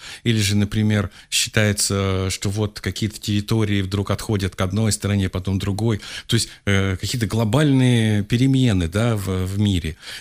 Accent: Urals, Russia; born there; Я родился на Урале, в маленьком городке Демидовском, таком, там завод Демидовский.

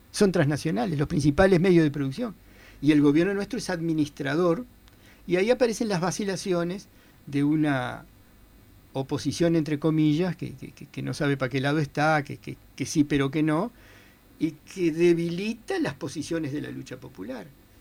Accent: Uruguay; hay una cosa muy curiosa que como uruguayos deberíamos recordar o hablar con nuestros padres

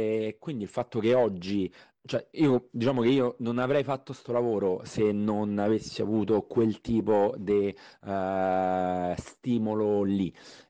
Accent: Rome, Lazio, Italy; io sono cresciuto a Roma e vedendo sui muri di Roma

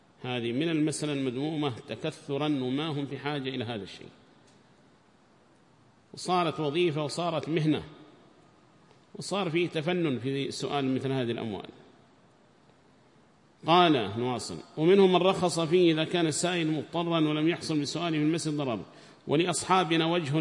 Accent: Yemen; وتجدهم أول من يبرز أصحاب الجمعيات عندنا في اليمن

